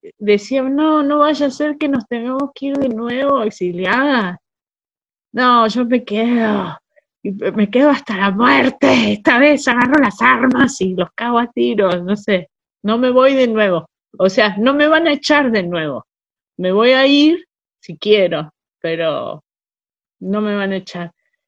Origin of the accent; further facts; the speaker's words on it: Argentina; yo ya sí sentí que soy argentina, que puedo arriesgarme por el país, que lo sentí, soy de este país.